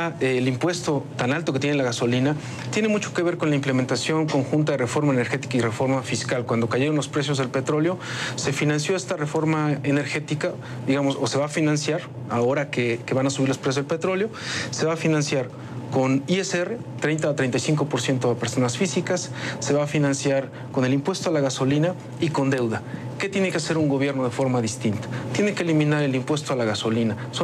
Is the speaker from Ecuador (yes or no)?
no; Mexico; nos va a obligar a nosotros como mexicanos